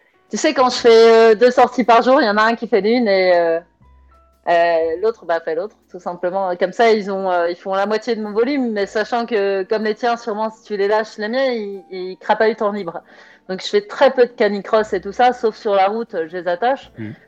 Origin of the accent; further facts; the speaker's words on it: Roubaix, Hauts-de-France, France; je suis née à Roubaix et j'ai vécu 39 ans à Roubaix, parce que là, je viens d'avoir 43 ans